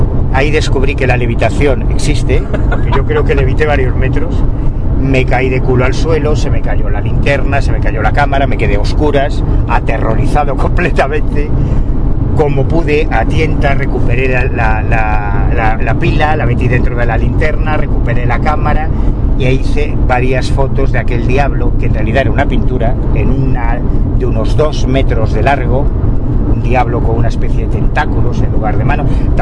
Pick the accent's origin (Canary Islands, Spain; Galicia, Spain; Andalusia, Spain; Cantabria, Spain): Galicia, Spain; accent: Galician; Yo tengo un acento gallego, Dios mío de mi vida.